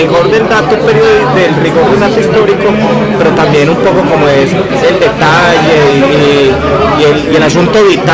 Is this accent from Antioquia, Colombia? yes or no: yes; San Vicente, Antioquia, Colombia; yo soy del Oriente Antioqueño, más que de San Vicente, yo soy del Oriente, ¿cierto?